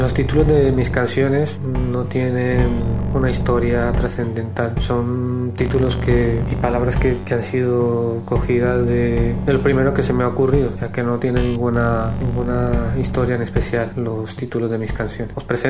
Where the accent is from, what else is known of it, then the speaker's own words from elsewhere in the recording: Cali, Valle del Cauca, Colombia; now in Spain; Soy de Cali, Colombia, pero vivo en España hace 13 años aproximadamente.